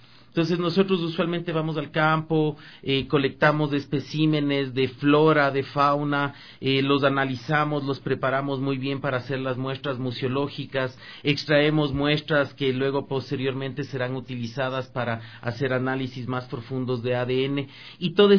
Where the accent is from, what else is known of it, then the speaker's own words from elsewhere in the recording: Ecuador; Como ecuatorianos, si nosotros queremos empoderarnos de esta gran potencialidad que tenemos